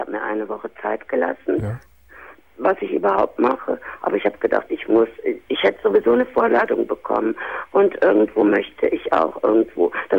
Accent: Cologne, North Rhine-Westphalia, Germany; moved away as an adult; now in Hamburg, Germany; also ich komme auch aus Köln, ich sage das jetzt mal. Mhm. Und ich bin aber, als mein Sohn 13 war, bin ich nach Hamburg gezogen.

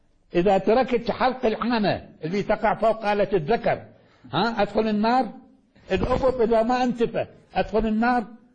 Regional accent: Iraq; أخلي مادة السلوك كما كان عندنا في العراق

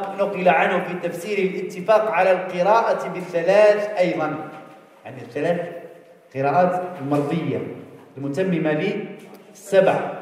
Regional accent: Algeria; لحد الساعة اليوم هنا عندنا في الجزائر تروح منا جهة مسيلة، جهة مسعادة

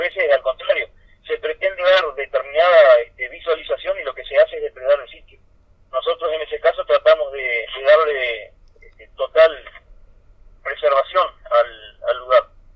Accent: Uruguay; tenemos que, por lo contrario, tenemos que resurgir, tenemos que mostrar que nuestro pueblo aún sigue luchando y está de pie

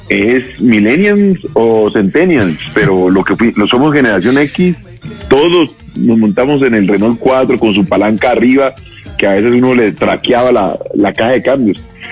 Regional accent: Cali, Valle del Cauca, Colombia; now in Bogotá, Colombia; aquí en Bogotá, yo soy caleño, pero adoptado en Bogotá como ciudad de trabajo

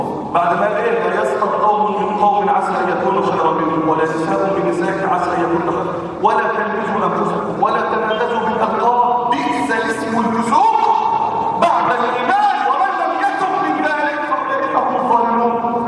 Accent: Damietta, Damietta Governorate, Egypt; عندنا في دمياط كوارث بنحضرها كوارث

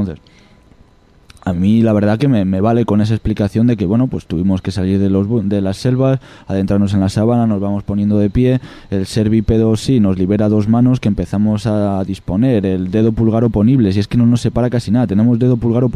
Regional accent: Extremadura, Spain; Yo en Extremadura, en mi pueblo, hay vacas, hay toros, y esos toros no embisten.

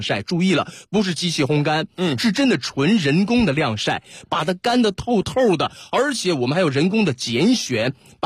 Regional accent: Northeast China, China; 我作为一个东北人也是不断的把家乡的好东西带给大家，

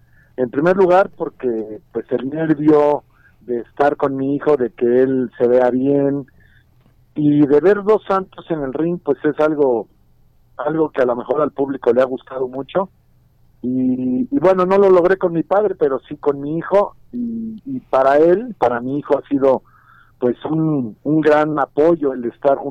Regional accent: Mexico; nos debemos de sentir orgullosos como mexicanos

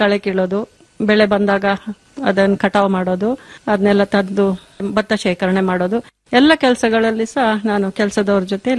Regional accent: Kambibane, Karnataka, India; ನನ್ನ ತವರು ಮನೆ ಸುಂಟಿಕೊಪ್ಪನಾಡು ಕಂಬಿಬಾಣೆ ಅಂತ ಹೇಳುವಂತ ಗ್ರಾಮ.

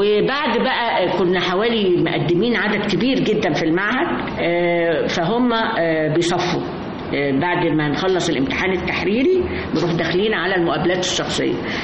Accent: Alexandria, Alexandria Governorate, Egypt; إحنا من اسكندرية أصلا، وكنا بنروح طبعا مع أجازة الصيف بنطلع على جدتي وجدي ونقعد بقى.

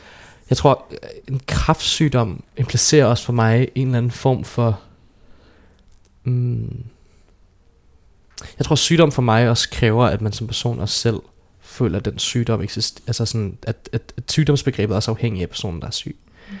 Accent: Hvidovre, Capital Region of Denmark, Denmark; Jeg voksede op i det hvide Hvidovre og levede et trygt liv med en sorgfri barndom

